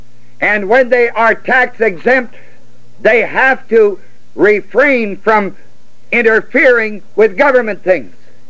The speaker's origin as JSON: {"language": "English", "country": "United States", "said": "I'm still an American."}